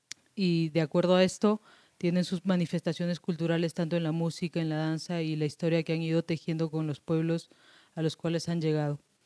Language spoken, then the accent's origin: Spanish; Villa El Salvador, Lima, Peru; Yo también soy de Perú, también soy de Villa El Salvador.